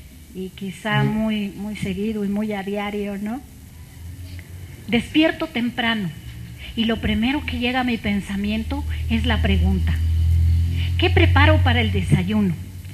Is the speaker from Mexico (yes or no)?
yes; Ocozocoautla, Chiapas, Mexico; born there; una receta del estado de Chiapas, que es mi estado. Yo nací en Ocosocuautla, Chiapas